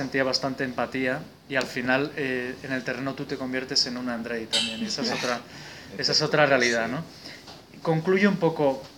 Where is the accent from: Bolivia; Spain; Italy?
Spain; ¿qué está pasando en mi país, ¿no? Esta España que dices, la España hundida, ¿no?